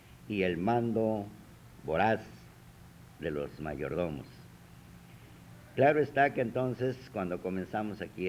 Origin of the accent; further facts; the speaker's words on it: Mexico; Pero nosotros tenemos la experiencia como mexicanos de nunca dejarnos.